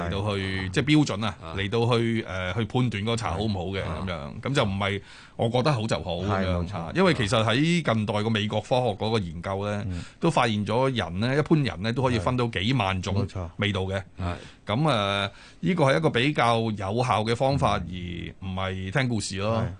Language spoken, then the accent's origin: Cantonese; China; 我哋中國人對於茶嘅了解、茶嘅認識